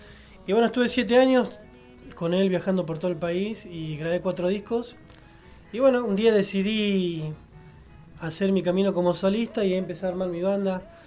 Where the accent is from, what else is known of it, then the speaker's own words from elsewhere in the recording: Las Peñas, Santiago del Estero, Argentina; born there; Nací en un lugar que se llama Las Peñas, que está a 52 kilómetros de Frías.